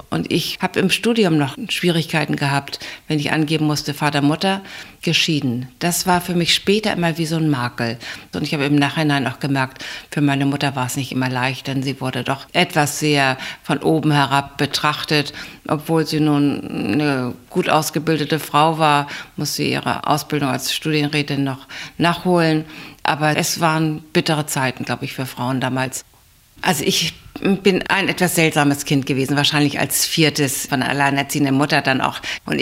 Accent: Bad Segeberg, Schleswig-Holstein, Germany; Bin immer ganz stolz gewesen, als Kind Kriegskind zu sein. Denn ich bin in Bad Segeberg geboren, in Holstein, und da gab es so gut wie kaum etwas vom Krieg.

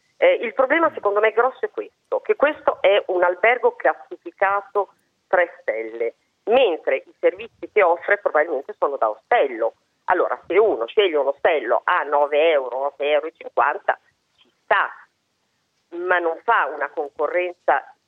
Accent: Rimini, Emilia-Romagna, Italy; Adesso io sono di Rimini, ma va bene anche Bellaria

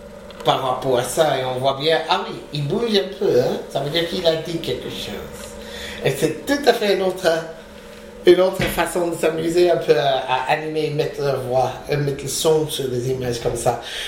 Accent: United States; moved away as an adult; now in France; je suis venu des États-Unis au début des années 80 pour étudier avec le Mime Marceau.

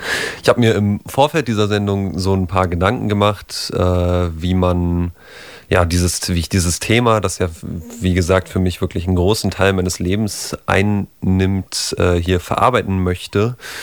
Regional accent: Potsdam, Brandenburg, Germany; habe mit 14 in meiner Heimatstadt in Potsdam mal im Verein gespielt

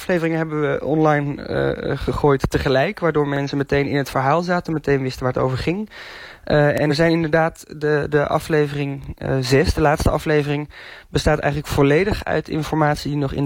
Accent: North Brabant, Netherlands; en ik kom uit de buurt van Vught

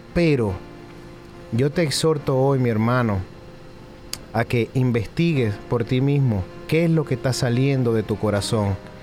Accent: Venezuela; Soy venezolano

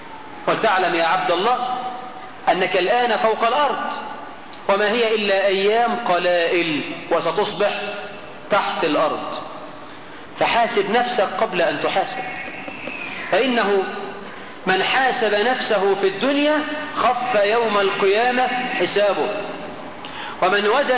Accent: Egypt; عندنا في مصر

